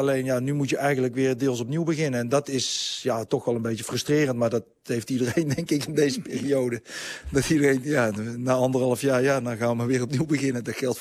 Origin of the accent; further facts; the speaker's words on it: Netherlands; Maar ja, ik blijf Nederlander.